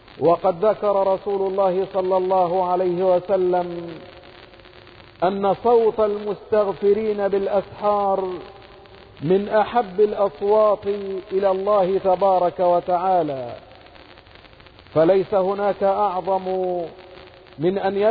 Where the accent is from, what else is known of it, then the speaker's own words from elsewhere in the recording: Egypt; واجعل بلدنا مصر أمنا أمانا، سخاء رخاء وسائر بلاد المسلمين